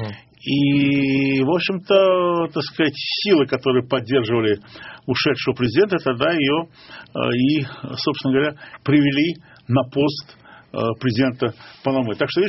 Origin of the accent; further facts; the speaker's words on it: Baku, Azerbaijan; Ну, я же из Баку, а у нас большинство мужчин усатых.